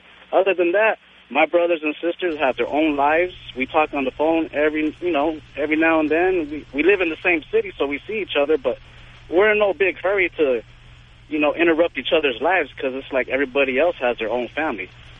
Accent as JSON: {"language": "English", "country": "Puerto Rico", "said": "I mean, I'm Puerto Rican. I'm from Puerto Rico."}